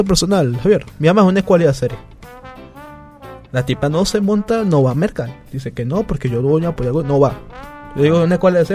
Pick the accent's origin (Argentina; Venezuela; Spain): Venezuela; nosotros, como venezolanos, tenemos que rescatar esa humildad